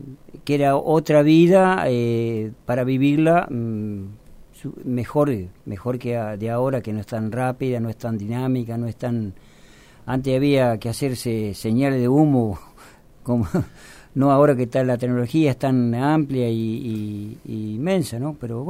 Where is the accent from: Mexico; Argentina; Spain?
Argentina; Bell Ville, Córdoba; born there; now in Buenos Aires, Argentina; vivía en Ballesteros, y bueno, cuando mis padres se casaron, bueno... Nací yo en Belville